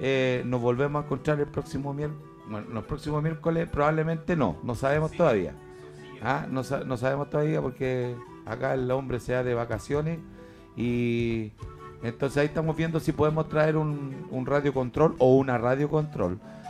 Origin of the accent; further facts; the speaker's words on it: Chile; como chileno somos sangre fría y nosotros hemos pasado muchas cosas